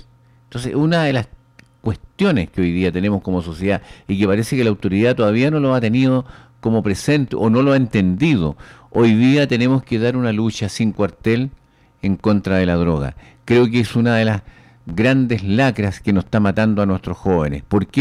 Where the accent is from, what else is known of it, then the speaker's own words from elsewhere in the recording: Chile; tenemos que unirnos como chilenos